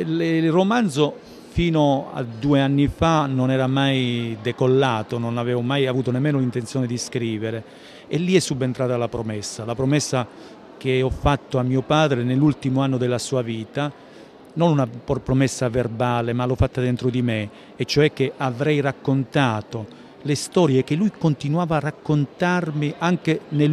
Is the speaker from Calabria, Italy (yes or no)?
yes; Calabria, Italy; una collina dell'Alto Crotonese che si trova tra Ciromarina e il mio paese d'origine, quindi una collina che si affaccia sullo Ionio